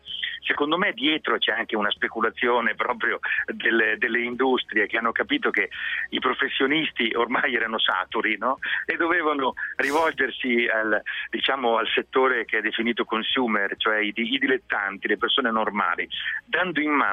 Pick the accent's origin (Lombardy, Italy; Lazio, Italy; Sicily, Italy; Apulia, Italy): Lombardy, Italy; Mantua; anch'io avrei potuto dire il risotto perché, diciamo, è un prodotto delle mie parti. Io sono di origine mantovana